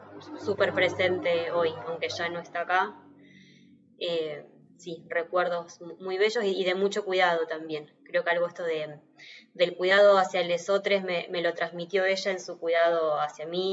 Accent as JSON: {"language": "Spanish", "town": "Campana", "region": "Buenos Aires Province", "country": "Argentina", "tie": "born or raised there", "said": "yo nací acá en Ciudad de Buenos Aires, pero crecí y me crié en Campana. Toda mi familia es de Campana, que es una ciudad que está acá a 80, 100 kilómetros de la Ciudad de Buenos Aires."}